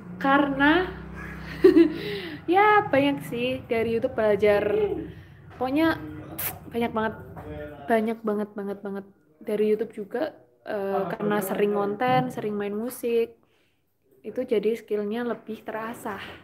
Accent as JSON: {"language": "Indonesian", "region": "Java", "country": "Indonesia", "accent": "Javanese medok", "said": "iya, emang aku orang Jawa, jadinya medok banget"}